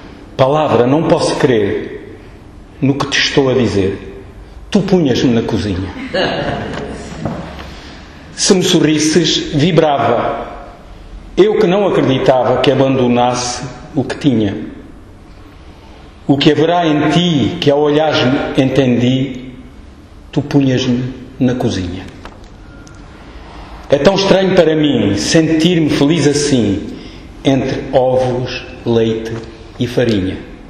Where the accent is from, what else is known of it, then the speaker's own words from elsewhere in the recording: Alentejo, Portugal; a Páscoa é um tempo muito importante para os alentejanos. Na minha terra a gente festeja com muita força, vigor e muito vinho.